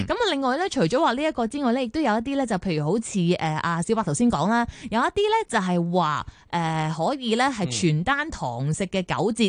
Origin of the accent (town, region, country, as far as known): Hong Kong